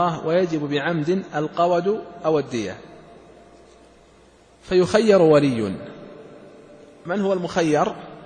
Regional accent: Saudi Arabia; ولهذا ترون هذا الذي عليه العمل عندنا في المملكة العربية السعودية

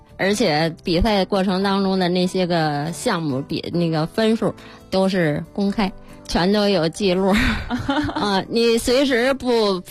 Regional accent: Sanhe, Hebei, China; 我们是来自三河的，在我们三河。

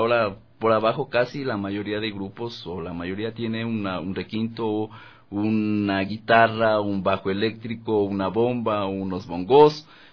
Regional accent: La Carolina, Imbabura, Ecuador; also born or lived in Ibarra; Esto es la parroquia La Carolina, provincia de Imbabura. Ahí inicié yo, ¿no? A pesar de que yo nací en Ibarra, pero crecí parte de mi niñez y juventud, de mi adolescencia, en el pueblito, en el caserío del Milagro.

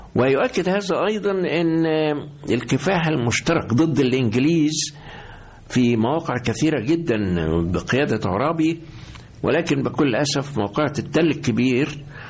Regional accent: Egypt; موجودة فينا جميعا كمصريين، فإذا نحن أحفاد هؤلاء العظماء.

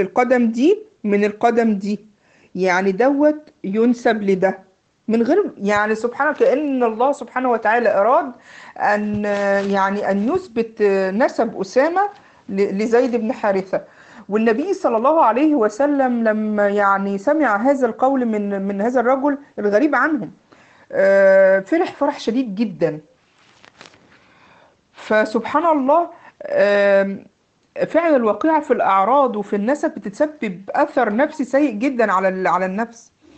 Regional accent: Egypt; زي ما بيقولوا عندنا في مصر ايه، فشار.

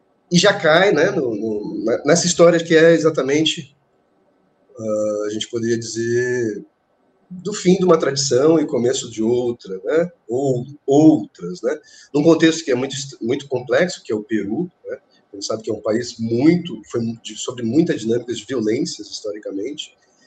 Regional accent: Brazil; E eu, como brasileiro, já estava no inverno lá há muito tempo

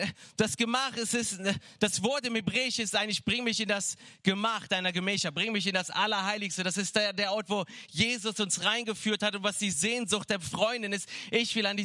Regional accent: Cologne, North Rhine-Westphalia, Germany; Ja, ich komme aus Köln, da trinkt man eher andere Sachen.

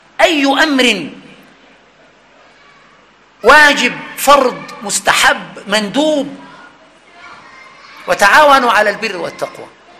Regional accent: Egypt; عندنا في مصر يقول ده

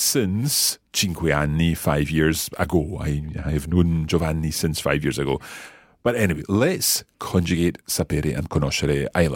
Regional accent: Scotland, United Kingdom; I think we've perhaps got in a slight advantage being Scottish because we roll our R's all the time.

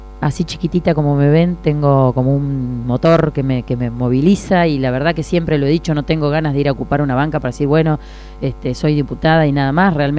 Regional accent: Saladillo, Buenos Aires Province, Argentina; porque somos los tres de Saladillo

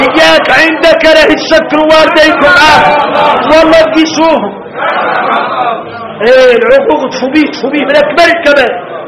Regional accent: Mauritania; نقولها احنا موريتاني

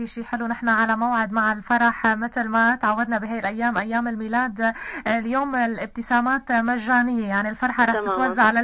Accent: Syria; ويكبر قلبنا إن شاء الله بالأيام الجاية تكون خير ومحبة على بلدنا سوريا

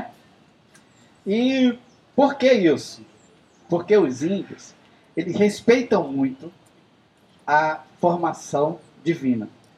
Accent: Boca do Acre, Amazonas, Brazil; now in Rio de Janeiro, Brazil; sou de Boca do Acre, município do Amazonas, sul do Amazonas, Boca do Acre é divisa com o estado do Acre. E eu já moro aqui há alguns anos, no Rio de Janeiro, me sinto praticamente carioca já, né?

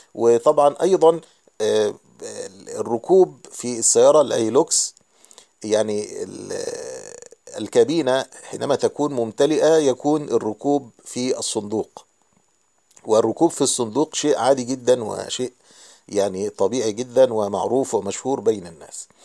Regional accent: Egypt; لما علم أني مصري وأني أتيت من مصر من أجل زيارة الشيخ

